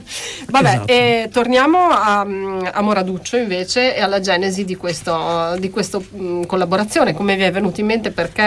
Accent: Emilia-Romagna, Italy; io che vengo dal Modenese

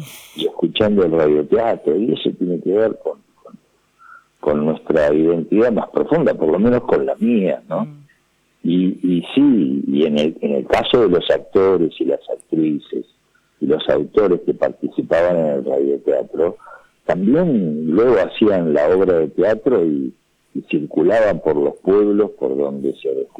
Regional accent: Buenos Aires, Argentina; accent: porteño; nos dimos cuenta que nosotros tenemos el acento del porteño

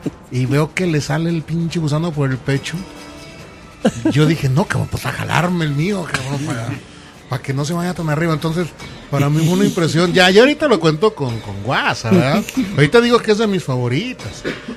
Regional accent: Mexico; porque como somos rancheros mexicanos.

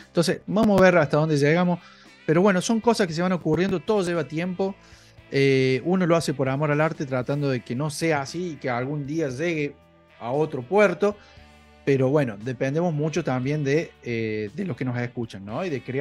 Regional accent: Córdoba, Argentina; soy el cordobés, estoy en Córdoba

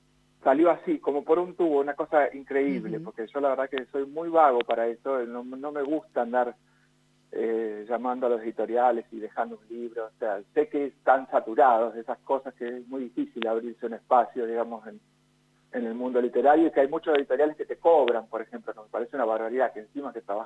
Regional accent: Ingeniero Luiggi, La Pampa, Argentina; now in General Pico, Argentina; lo presenté en Ingeniero Luigi hace 2 semanas, que es mi pueblo natal

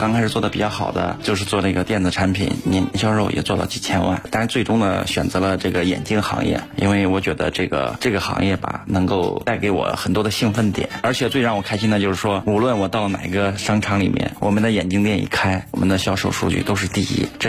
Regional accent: Beijing, China

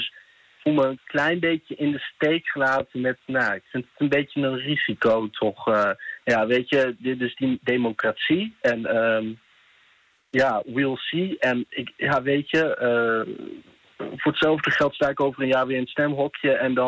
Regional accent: Groningen, Netherlands; want ik kom ook oorspronkelijk uit Groningen.

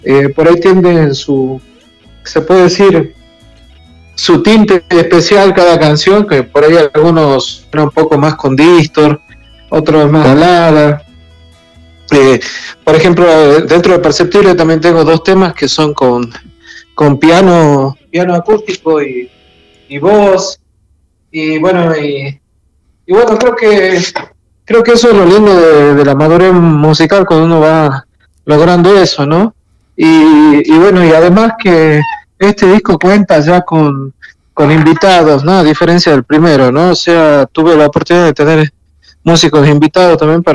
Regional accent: Salta, Argentina; soy músico argentino de la provincia de Salta, del norte de Argentina.

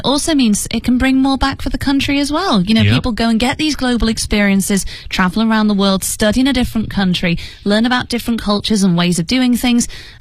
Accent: United Kingdom; And as a Brit

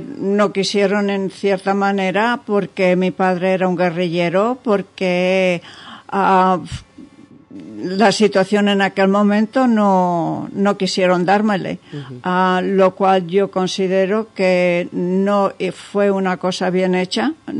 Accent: United States; also born or lived in Spain; yo me crié en Estados Unidos, pero nací en España. Mis raíces son españolas, mi familia es española.

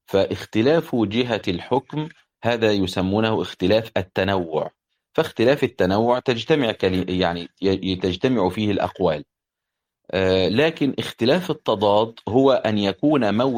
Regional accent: Upper Egypt, Egypt; أنا صعيدي يعني، فيجي جاري يقول لي مثلا هو أنت صعيدي

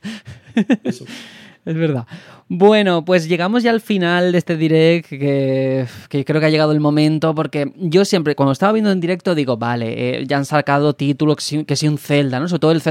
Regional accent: Andalusia, Spain; da mucho coraje, porque soy andaluz

